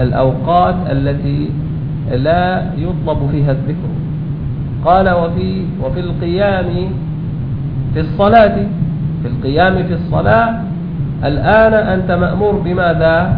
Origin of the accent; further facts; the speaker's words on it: Damascus, Damascus Governorate, Syria; كان عندنا في الشام في مسجد، مساجد دمشق